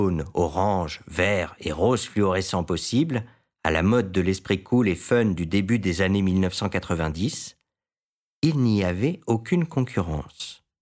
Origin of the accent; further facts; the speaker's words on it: Albertville, Auvergne-Rhône-Alpes, France; dans les alentours de ma ville natale, Albertville, Beaufort, Moutiers, Ugines.